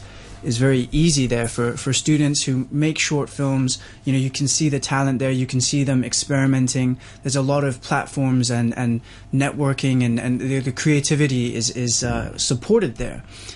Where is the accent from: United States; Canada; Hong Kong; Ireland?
Hong Kong; born there; I was born in Hong Kong. I am, you know, classic third culture. My dad's English Kiwi. My mom's born in Hong Kong, but she's Filipino.